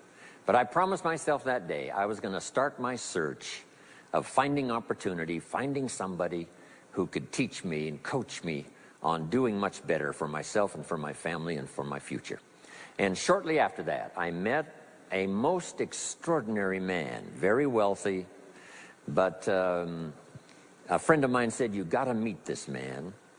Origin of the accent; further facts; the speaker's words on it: Idaho, United States; I was raised in Southwest Idaho.